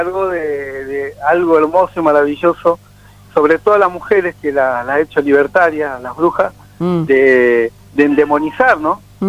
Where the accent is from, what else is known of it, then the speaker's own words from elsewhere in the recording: Buenos Aires, Argentina; born there; Claro, yo nací en Buenos Aires